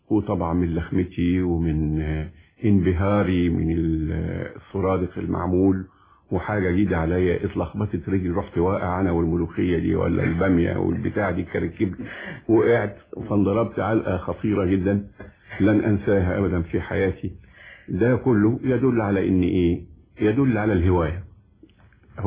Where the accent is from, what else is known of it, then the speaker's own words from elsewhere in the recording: Egypt; وانا بعتبر ان الموسيقى او الغناء عندنا في مصر